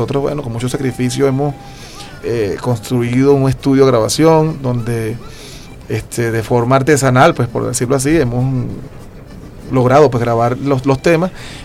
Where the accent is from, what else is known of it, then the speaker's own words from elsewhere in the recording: Venezuela; como venezolanos que somos todos.